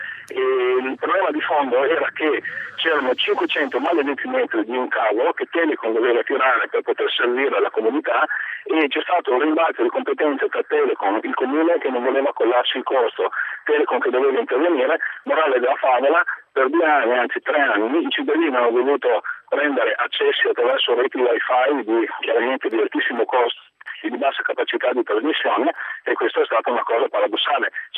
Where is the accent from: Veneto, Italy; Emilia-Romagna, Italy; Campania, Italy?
Veneto, Italy; nel mio paese, una comunità di 8.000 abitanti, provincia di Verona